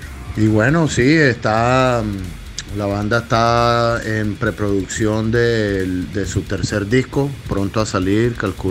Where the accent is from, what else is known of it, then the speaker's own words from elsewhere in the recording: Colombia; estamos erradicados aquí en Colombia, todos somos colombianos, de raíces libanesas, yo y Javier Bajair, el otro guitarrista.